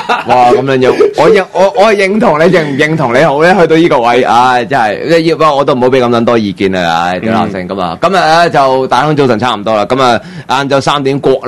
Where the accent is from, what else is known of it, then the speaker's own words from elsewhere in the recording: Hong Kong; 走落嚟喺度搶我哋香港人嘅民脂民膏啊